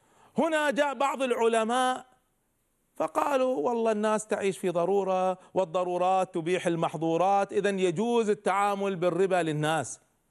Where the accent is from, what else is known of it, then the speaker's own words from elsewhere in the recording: Kuwait; عندنا في الكويت